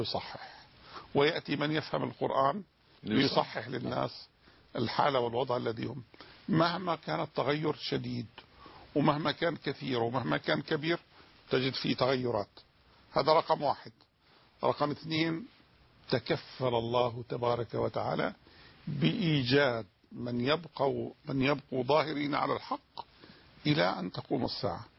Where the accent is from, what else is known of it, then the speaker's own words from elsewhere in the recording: Jordan; أعظم مسجد موجود عندنا في الأردن يتسع إلى 10,000 واحد.